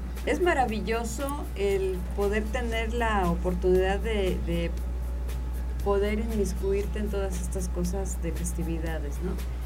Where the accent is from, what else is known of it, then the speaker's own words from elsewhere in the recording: Mexico; Somos mexicanos y le debemos